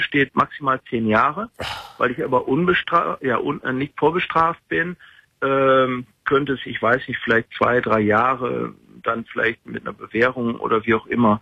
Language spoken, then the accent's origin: German; Germany; weil als Deutscher wirst du ja in Holland diskriminiert.